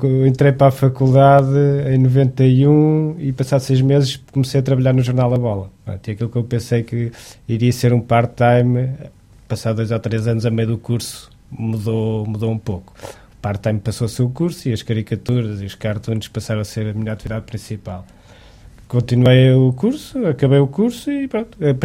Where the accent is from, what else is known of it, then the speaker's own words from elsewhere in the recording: Torres Vedras, Lisbon, Portugal; born there; É nascer em Torres Vedras primeiro, nasci em Torres Vedras e também sou saloio, se calhar, de espírito